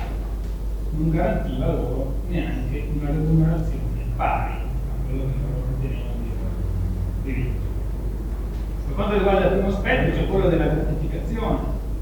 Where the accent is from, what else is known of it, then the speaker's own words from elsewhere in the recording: Pavia, Lombardy, Italy; sui monumenti di Pavia, che erano le mie parti